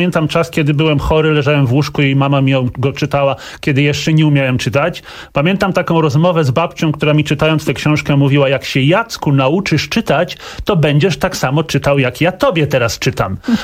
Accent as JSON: {"language": "Polish", "town": "Gdańsk", "region": "Pomeranian Voivodeship", "country": "Poland", "said": "Pierwszy gość z Gdańska i ja też z Gdańska"}